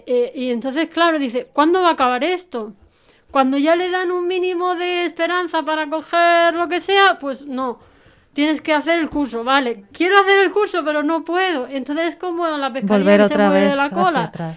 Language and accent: Spanish; Spain; soy española y le puedo ayudar